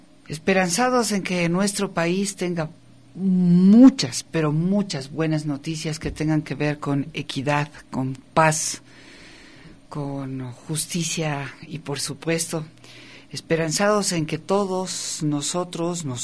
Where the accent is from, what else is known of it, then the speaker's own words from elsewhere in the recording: Ecuador; somos los ecuatorianos y ecuatorianas gente de lucha, gente de bien